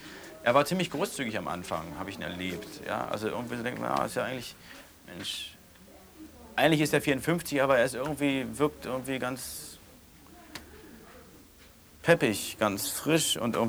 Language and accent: German; West Germany, Germany; Ich bin Wessi und Journalist.